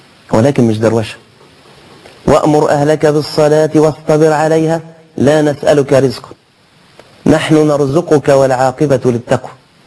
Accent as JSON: {"language": "Arabic", "country": "Egypt", "said": "ما المانع أن يكون عندنا في مصر مثلا معبد صغير"}